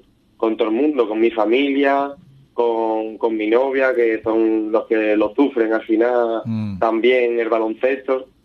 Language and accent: Spanish; Ubrique, Andalusia, Spain; soy de Ubrique y que estoy jugando en tercera fed, pues a mí me enorgullece cuando voy por ahí y digo que soy de Ubrique.